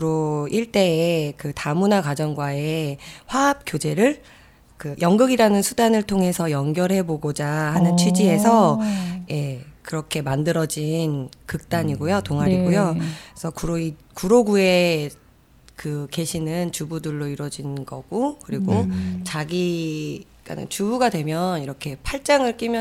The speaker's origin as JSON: {"language": "Korean", "town": "Guro-dong", "region": "Seoul", "country": "South Korea", "tie": "born or raised there", "said": "저는 구로동에서 태어나서 여태까지 구로동 그 자리에서 이동해서 40년 쭉 살고 있는"}